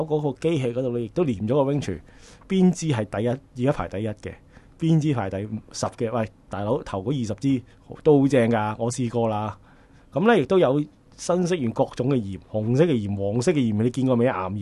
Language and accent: Cantonese; Hong Kong; 我記得那時候去呢，我說我香港人，他問多我幾句，幾好招呼啊。